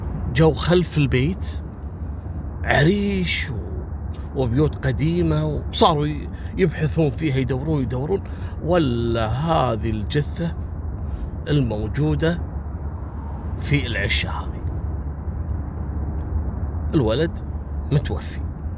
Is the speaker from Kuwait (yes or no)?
yes; Kuwait; حصلت عندنا في الكويت في فتاة أردنية